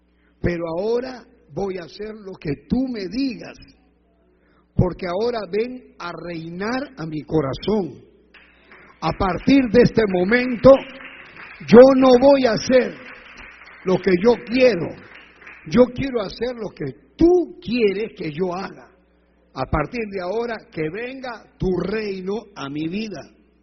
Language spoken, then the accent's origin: Spanish; Peru; now in Ecuador; Yo podía haberme ido a Perú y dejado el Ecuador y vivir en el Perú, porque soy peruano